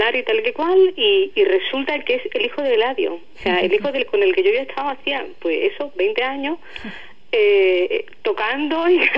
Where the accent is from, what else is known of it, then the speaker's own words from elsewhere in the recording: Ubrique, Andalusia, Spain; es que es mi pueblo y el pueblo de mi familia y de mis amigos